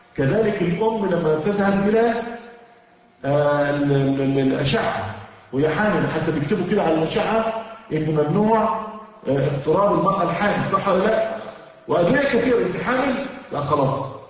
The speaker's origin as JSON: {"language": "Arabic", "country": "Egypt", "lives_now": "United States", "said": "وعلى فكرة احنا عندنا في مصر العسل المغشوش"}